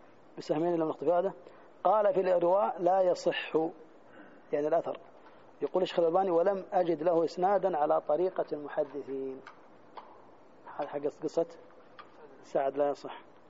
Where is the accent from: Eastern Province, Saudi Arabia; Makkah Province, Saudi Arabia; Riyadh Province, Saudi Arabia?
Makkah Province, Saudi Arabia; Jeddah; روح في مثلا زي عندنا في جدة ما تشرق ولا تغرب